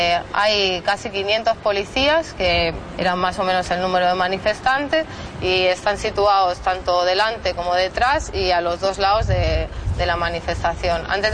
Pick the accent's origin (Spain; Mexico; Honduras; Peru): Spain; L'Hospitalet de Llobregat, Catalonia; de Hospitalet, que es una ciudad tocando con Barcelona.